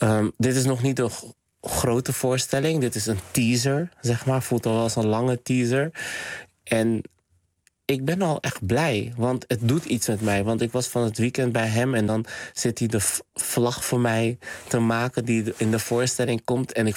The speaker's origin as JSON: {"language": "Dutch", "town": "Rotterdam", "region": "South Holland", "country": "Netherlands", "said": "En ik kom uit Rotterdam-West, Spangen. En dat werd altijd als een soort van achterstandswijk, een soort van geprofileerd van het achterstandswijk."}